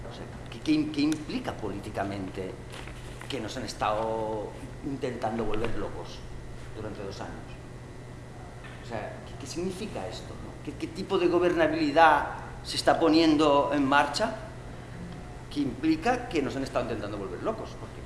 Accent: Barcelona, Catalonia, Spain; porque en Barcelona, de donde soy yo, pues claro, este debate no ha sido posible plantearlo incluso hace poco, ¿verdad?

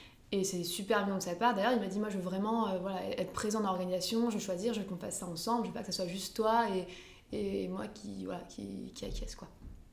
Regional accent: Lambersart, Hauts-de-France, France; juste dans ma ville où j'ai grandi en fait, à Lambersart.

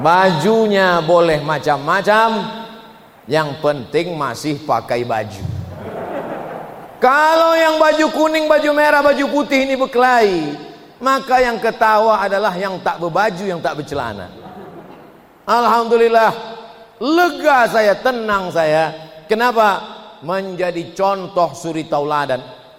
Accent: Riau, Indonesia; Kita sebagai orang Riau

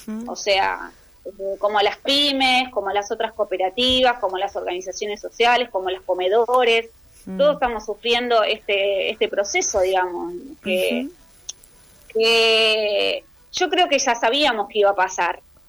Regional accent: Argentina; qué escenario dejaría para nosotros como argentinos, ¿no?

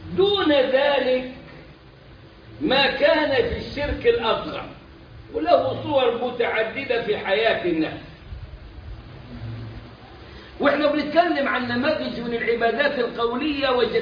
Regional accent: Egypt; وهذا مفتاح كلامنا كمصريين بنسبة فوق 90 كده بشوية

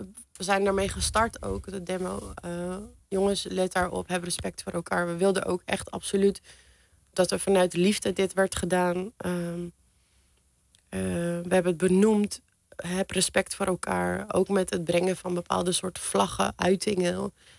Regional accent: Iran; Ja, mijn droom is toch naar mijn land terug te gaan.

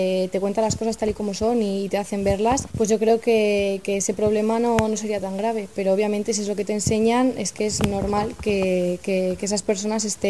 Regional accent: Zaragoza, Aragon, Spain; Lo que pasa es que yo soy de Zaragoza

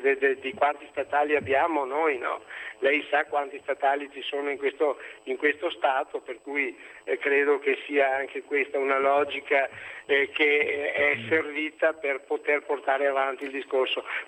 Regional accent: Veneto, Italy; io prima sono veneto perché la mia patria

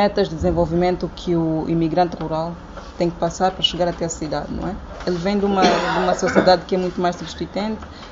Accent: Cabinda, Angola; eu sou de Cabinda, então eu tenho mesmo gostado de campo

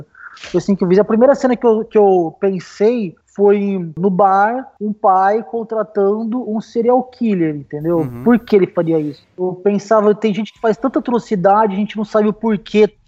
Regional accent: Ribeirão Preto, São Paulo, Brazil; eu sou de Ribeirão Preto

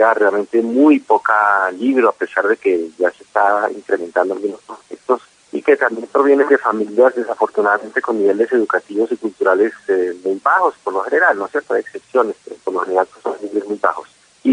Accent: Pacho, Cundinamarca, Colombia; yo soy de Pacho, mi familia es oriunda de allá, pues por muchas generaciones.

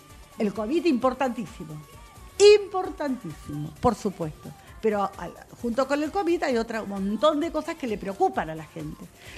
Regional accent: Quilmes, Buenos Aires Province, Argentina; Así que muy feliz de poder volver a Quilmes y poder trabajar en mi terruño, ¿no?

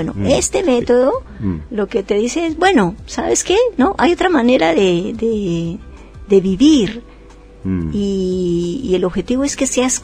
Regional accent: Colombia; soy de Colombia, pero en realidad ya soy una ciudadana universal.

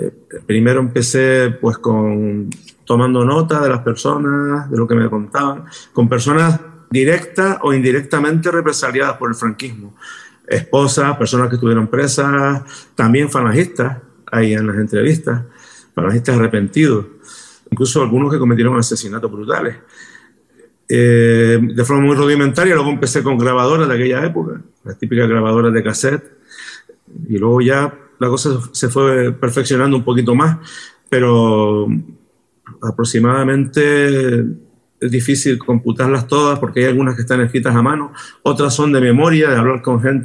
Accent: Canary Islands, Spain; Y me llevó como una deuda histórica con mi gente, con mi familia, con mi pueblo, ¿no? Porque no solamente fue mi familia, sino fueron miles más en toda Canarias

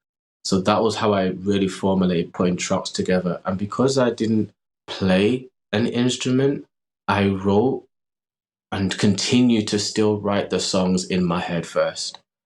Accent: Manchester, North West England, United Kingdom; just growing up in Manchester, then having the studio

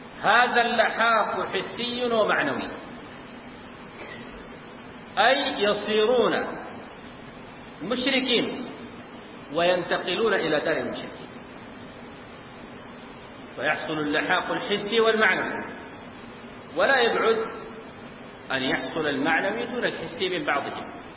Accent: Sudan; متأخر عندنا في السودان

